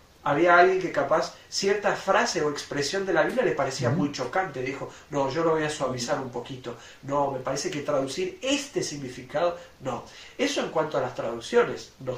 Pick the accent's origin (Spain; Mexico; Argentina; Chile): Argentina; somos argentinos, nacimos en Sudamérica, aquí en este lado del mundo, que tenemos ciertas creencias.